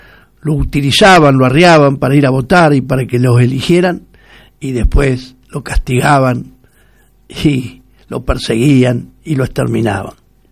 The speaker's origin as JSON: {"language": "Spanish", "country": "Argentina", "said": "Somos argentinos y orgullosos de serlos, y tenemos que defender todo lo nuestro."}